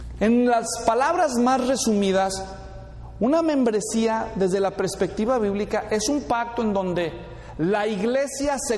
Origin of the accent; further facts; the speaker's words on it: El Salvador; Es hondureño, pues, soy salvadoreño.